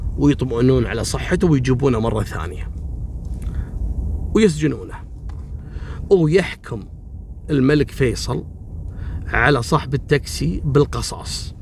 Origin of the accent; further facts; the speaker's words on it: Kuwait; ترى احنا عندنا في الكويت وفي غير الكويت ممنوع تحميل الركاب.